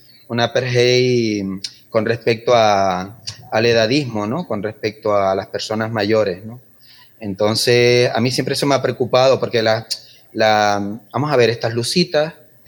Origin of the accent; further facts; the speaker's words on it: Valle Guerra, Canary Islands, Spain; mi familia, yo nací, mi infancia es en Valle Guerra, pero yo vengo aquí al sur y soy hijo adoptado de Igara. A partir de los 15, de los 12, 13 años ya me vine para acá, ¿no? Y bueno, soy un sureño, un mago